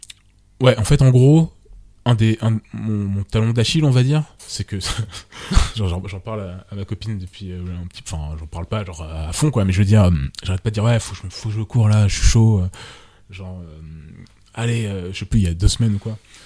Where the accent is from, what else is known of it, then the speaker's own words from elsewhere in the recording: Martinique, France; moi, je suis des Antilles à la base. Et tous les étés, on allait, enfin, pas tous les étés, mais tous les 3 ans, on passait 2 mois en Martinique.